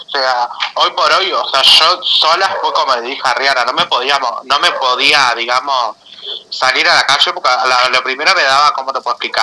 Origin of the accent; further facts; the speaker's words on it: Salinas, Canelones, Uruguay; Canelones, sí, porque en realidad yo soy de allá, digamos, de Salina.